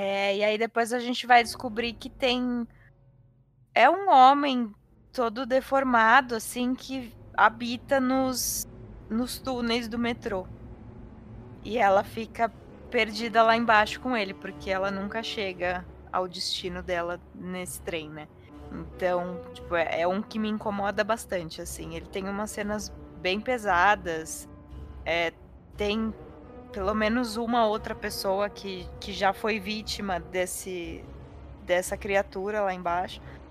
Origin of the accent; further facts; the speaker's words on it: São Paulo, Brazil; E eu sou de São Paulo, então eu uso bastante o metrô.